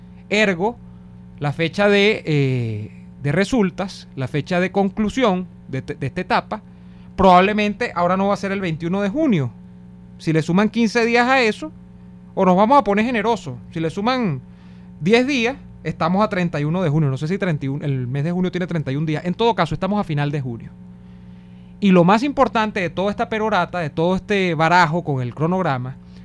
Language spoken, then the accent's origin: Spanish; Venezuela; Yo, como venezolano